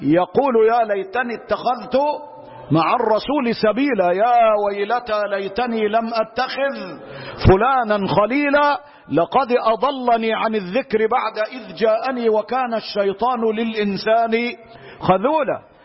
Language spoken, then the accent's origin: Arabic; Egypt; ده احنا عندنا في مصر يقول لك يا روح ما بعدك ايه